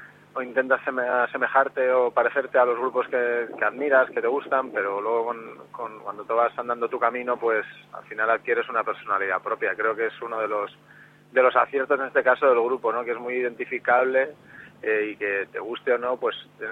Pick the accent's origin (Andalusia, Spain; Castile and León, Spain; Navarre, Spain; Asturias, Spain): Castile and León, Spain; Salamanca; now in Madrid, Spain; Bueno, pues soy de Salamanca.